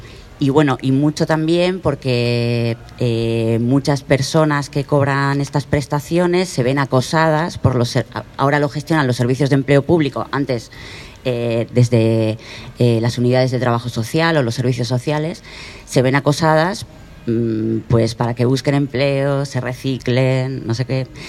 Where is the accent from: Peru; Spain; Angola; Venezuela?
Spain; Irún, Basque Country; vengo de Irún también, ciudad fronteriza